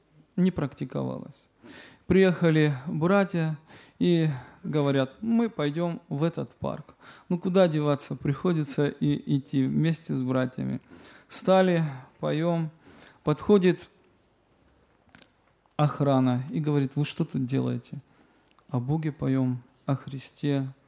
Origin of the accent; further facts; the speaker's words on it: Tbilisi, Georgia; Я и другие мои братья и сестры приехали мы из Грузии, города Тбилиси.